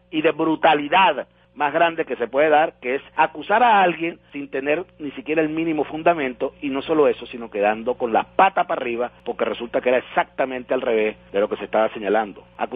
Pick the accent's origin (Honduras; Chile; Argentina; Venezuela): Venezuela; Nos felicitamos como venezolanos por este gran logro de tener